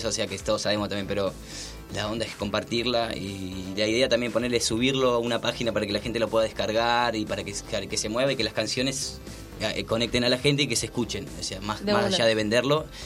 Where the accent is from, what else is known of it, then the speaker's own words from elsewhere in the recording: Alberti, Buenos Aires Province, Argentina; en Alberti también pasa, que es mi pueblo